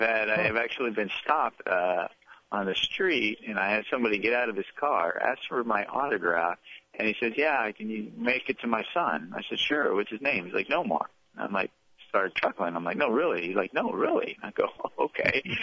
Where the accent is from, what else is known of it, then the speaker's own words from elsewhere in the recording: Los Angeles, California, United States; But at the same time, I grew up in Los Angeles, and to me, just you know, that was the first place I went to go see a baseball game.